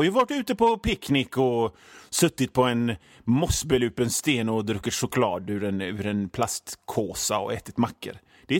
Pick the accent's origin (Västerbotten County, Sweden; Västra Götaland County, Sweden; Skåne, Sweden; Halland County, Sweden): Västra Götaland County, Sweden; Hönö; now in Gothenburg, Sweden; Jag är ju från Hönö, så havet är ju liksom en del av mig, va.